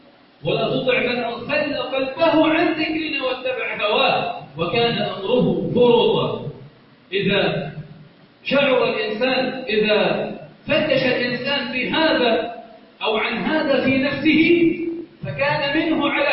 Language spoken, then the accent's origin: Arabic; Egypt; اللهم إنا نسألك أن تجعل بلدنا مصر صخارا رخاء أمنا أمانا